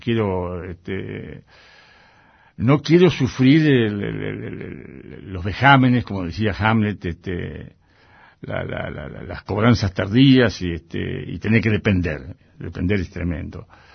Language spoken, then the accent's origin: Spanish; Argentina; Yo soy un gaucho gringo. Todos mis valores, mis dialécticas corporales tienen que ver con el mundo de la chacra, tienen que ver con lo que era mi viejo, con lo que era mi familia